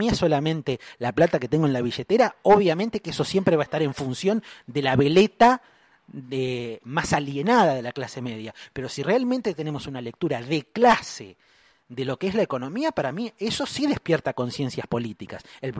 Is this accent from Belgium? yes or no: no; Argentina; Yo soy argentino, argentino y peronista.